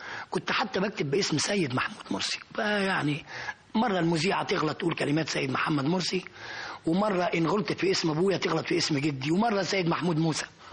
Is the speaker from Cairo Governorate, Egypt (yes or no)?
yes; Cairo, Cairo Governorate, Egypt; أنا من مواليد 13 يناير سنة 30، ومن حي بولاء يعني شعبي.